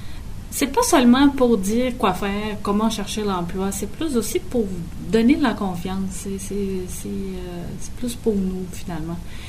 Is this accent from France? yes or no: no; Brazil; French is a second language; moved away as an adult; now in Quebec City, Canada; Bon, moi, je viens du Brésil.